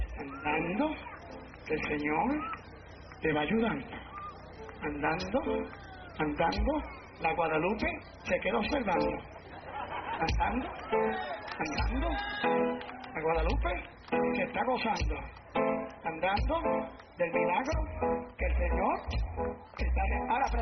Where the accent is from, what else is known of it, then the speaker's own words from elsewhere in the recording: Puerto Rico; yo soy puertorriqueño, el español de los puertorriqueños no sirve. Es el español más malo que se habla en el mundo.